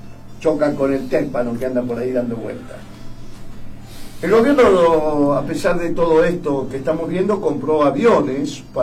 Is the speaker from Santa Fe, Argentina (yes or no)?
yes; Rosario, Santa Fe, Argentina; Ah, son de Rosario, yo también soy rosarino.